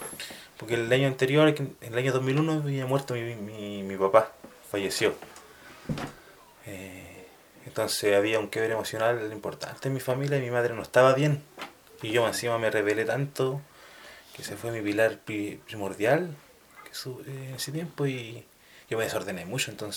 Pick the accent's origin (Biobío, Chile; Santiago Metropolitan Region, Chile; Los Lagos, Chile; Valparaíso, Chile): Santiago Metropolitan Region, Chile; El Salto; yo estando en Santiago, me crié en El Salto. Yo iba en un liceo súper igual bien marginal.